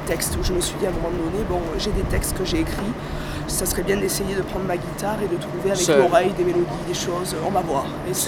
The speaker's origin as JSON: {"language": "French", "town": "Marseille", "region": "Provence-Alpes-Côte d'Azur", "country": "France", "tie": "born or raised there", "moved": "as an adult", "lives_now": "Paris, France", "said": "J'ai fait mes études aussi à Marseille, et je suis montée à Paris à 20 ans."}